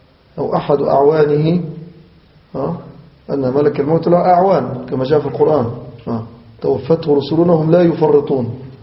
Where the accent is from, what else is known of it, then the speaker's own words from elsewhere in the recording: Egypt; نحو بلادنا مصر هنا